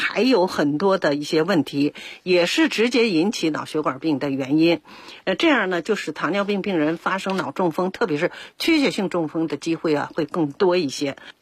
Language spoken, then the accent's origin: Chinese; China